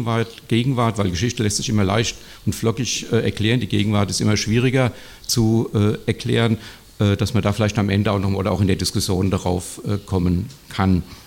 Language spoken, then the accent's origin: German; Frankfurt, Hesse, Germany; es wurde ja schon gesagt, ich komme aus Frankfurt